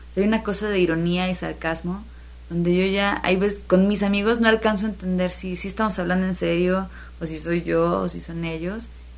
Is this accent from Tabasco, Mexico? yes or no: no; Xalapa, Veracruz, Mexico; que yo soy muy fan de Jalapa, o sea, es mi ciudad y además la presumo por todos lados porque me gusta muchísimo.